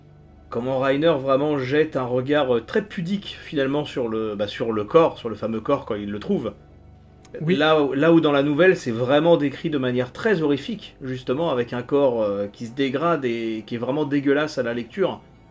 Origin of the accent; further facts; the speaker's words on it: France; Déjà, chez nous, les concours de bouffe comme ça, c'est pas quelque chose de très répandu. Chez nous, en France, et même, j'irais jusqu'à dire en Europe, c'est surtout très américano-centré, ce genre de truc.